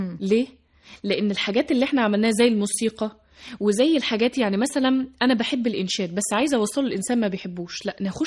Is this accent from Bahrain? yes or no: no; Saudi Arabia; born there; وقبل كده أنا أصلا من مواليد المملكة العربية السعودية